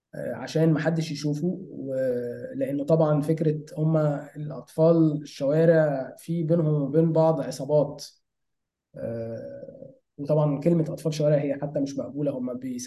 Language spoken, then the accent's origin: Arabic; Minya, Minya Governorate, Egypt; انا اصلا من المنيا ومع ذلك انا زرتها كذا مرة وانا صغير